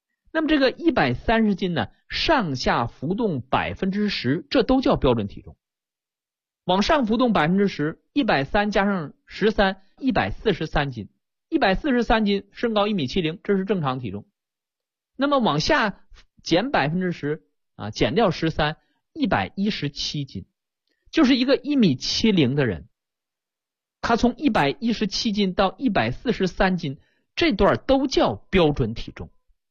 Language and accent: Chinese; China; 我们中国人有一个智慧，是不是？